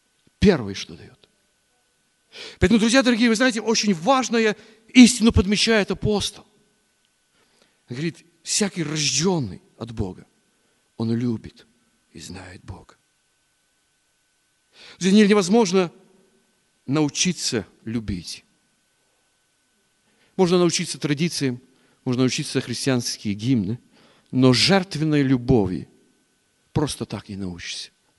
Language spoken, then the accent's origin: Russian; Chernivtsi Oblast, Ukraine; Я вот из Черновицкой области